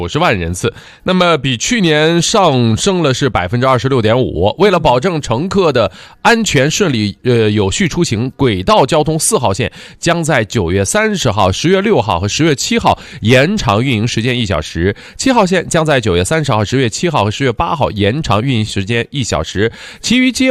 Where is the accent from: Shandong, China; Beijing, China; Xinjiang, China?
Shandong, China; Qingdao; 我的家乡是青岛